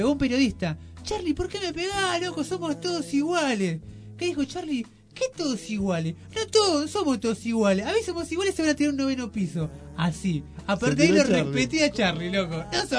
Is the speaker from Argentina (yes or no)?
yes; Moreno, Buenos Aires Province, Argentina; Acá que somos dos de Moreno, estuve recopilando.